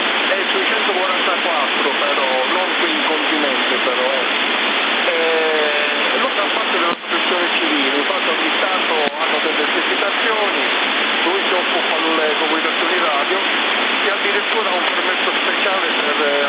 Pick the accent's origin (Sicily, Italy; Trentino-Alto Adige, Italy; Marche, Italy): Sicily, Italy; Palermo; Io palermitano sono. Di Palermo ci sta, caro.